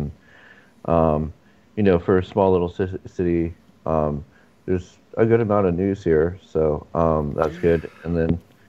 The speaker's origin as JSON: {"language": "English", "town": "San Diego", "region": "California", "country": "United States", "tie": "born or raised there", "lives_now": "Santa Barbara, United States", "said": "So yeah, born and raised in San Diego."}